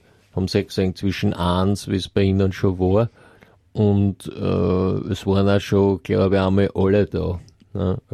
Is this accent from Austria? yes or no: yes; Austria; vielleicht nicht bei uns in Österreich